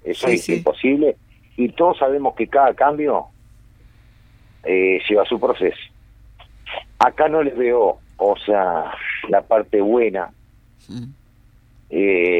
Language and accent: Spanish; Canelones, Uruguay; Mira, yo soy un canario, yo no sé cómo puedo decirte